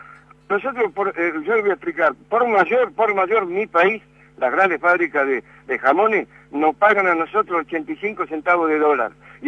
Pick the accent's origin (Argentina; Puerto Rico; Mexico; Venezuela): Argentina; Yo estoy en este momento en la granja y como argentino y patriota y luchador, yo no voy a cerrar.